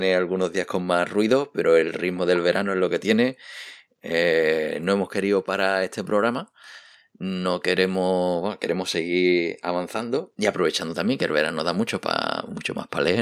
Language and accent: Spanish; Cádiz, Andalusia, Spain; yo que aquí como buen gaditano